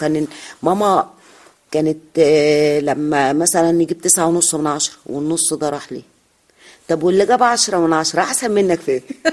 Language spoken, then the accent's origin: Arabic; Abuksah, Faiyum Governorate, Egypt; بص، أنا من قرية جوه الفيوم، القرية اسمها قرية أبوكسة